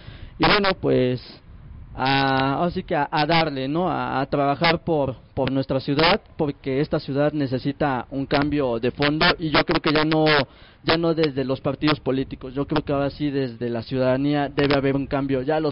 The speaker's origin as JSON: {"language": "Spanish", "country": "Mexico", "also_born_or_lived": "Venezuela", "said": "Vengo de la delegación Tláhuac, donde radico actualmente. Soy mexicano, pero parte de mi vida la he radicado en Venezuela."}